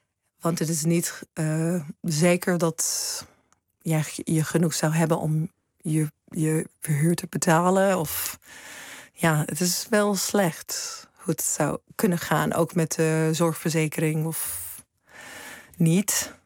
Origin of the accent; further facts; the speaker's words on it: Seattle, Washington, United States; Dutch is a second language; moved away as an adult; also born or lived in New York; now in Netherlands; ik hoor ook bij de VS. En ik kom uit Seattle. Het is prachtig natuur. Zo grote bergen rond ons heen. De grote bossen.